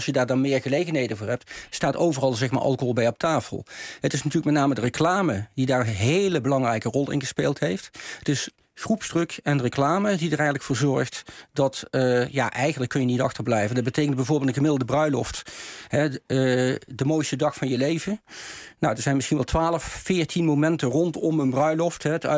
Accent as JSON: {"language": "Dutch", "town": "Maastricht", "region": "Limburg", "country": "Netherlands", "said": "Ik kom zelf van Maastricht af, dus echt een Bourgondier."}